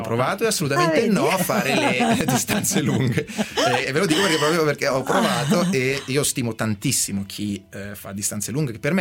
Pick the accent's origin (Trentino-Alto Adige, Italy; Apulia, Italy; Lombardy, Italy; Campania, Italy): Lombardy, Italy; Saronno; ogni tanto ritorno a Saronno, la mia città natale, dove mi alleno